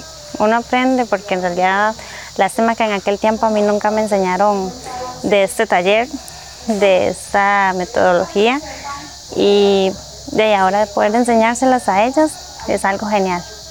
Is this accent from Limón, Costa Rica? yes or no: no; Cabagra, Puntarenas, Costa Rica; vengo del territorio de Cabagra, soy de la etnia Bribri